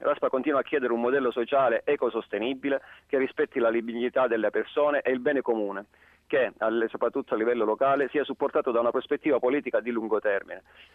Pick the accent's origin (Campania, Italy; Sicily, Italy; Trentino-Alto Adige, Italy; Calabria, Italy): Calabria, Italy; ovviamente noi come calabresi